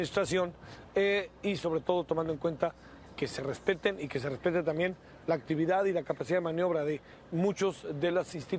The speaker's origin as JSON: {"language": "Spanish", "region": "Mexico City", "country": "Mexico", "said": "en general el calor es difícil para los que venimos como de la Ciudad de México"}